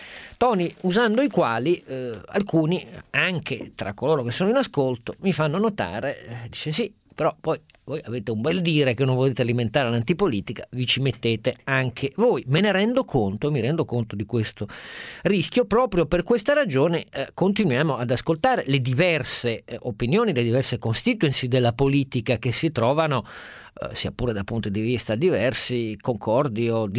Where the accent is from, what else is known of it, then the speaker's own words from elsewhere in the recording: Turin, Piedmont, Italy; Ma a me piace infatti da torinese che si senta anche un po' di accento